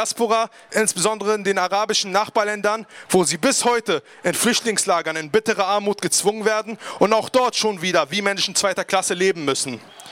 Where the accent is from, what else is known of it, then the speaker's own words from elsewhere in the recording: Palestine; Das sind nur wenige traurige Beispiele von denen, die wir als Palästinenser immer wieder ausgesetzt sind.